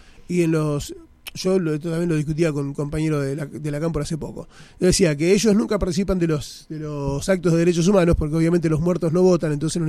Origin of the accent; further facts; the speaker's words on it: Gerli, Buenos Aires Province, Argentina; Yo nací en lo que es el Puente Agüero, lo que es el Barrio Agüero, o sea, eso es Gerli. Y me crié en las vías donde López Guerra sacaba fotos y nos hemos criado casi todos jugando con los trenes